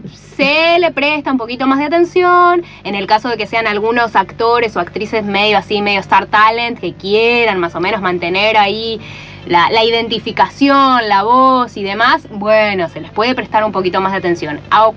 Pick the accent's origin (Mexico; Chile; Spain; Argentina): Argentina; Buenos Aires; accent: porteño; yo como argentina y ni siquiera digo yo porque tengo este acento porteño